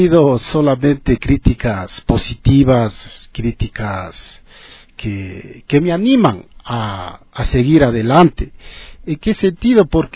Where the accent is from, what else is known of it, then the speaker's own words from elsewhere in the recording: Quito, Pichincha, Ecuador; born there; nací en el Ecuador, en Quito.